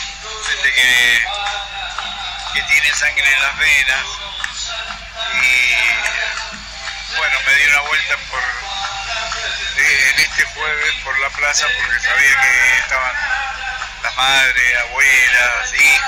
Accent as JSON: {"language": "Spanish", "region": "Mendoza", "country": "Argentina", "moved": "yes", "said": "Estoy siempre ligado a Mendoza, por ejemplo, diariamente."}